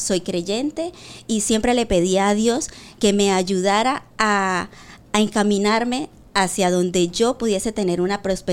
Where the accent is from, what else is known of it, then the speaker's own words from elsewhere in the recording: Venezuela; now in Spain; tanto estando aquí en España como cuando estaba en mi país, Venezuela.